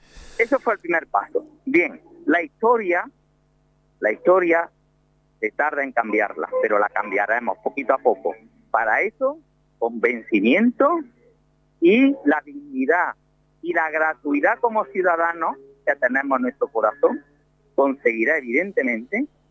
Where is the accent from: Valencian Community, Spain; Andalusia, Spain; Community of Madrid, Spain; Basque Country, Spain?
Andalusia, Spain; Córdoba; como cordobés, andaluz, cuando yo iba a mi mezquita